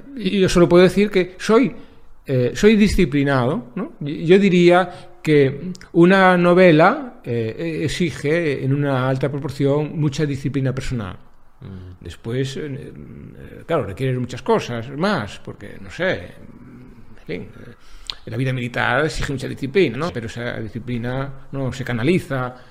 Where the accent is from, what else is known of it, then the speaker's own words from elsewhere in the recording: Galicia, Spain; soy escritor español, gallego